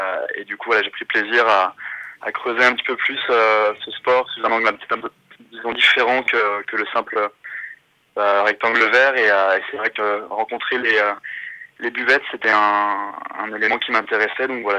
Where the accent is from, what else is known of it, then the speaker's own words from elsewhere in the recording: Nantes, Pays de la Loire, France; je suis originaire de Nantes, donc j'ai grandi à côté de la Beaujoire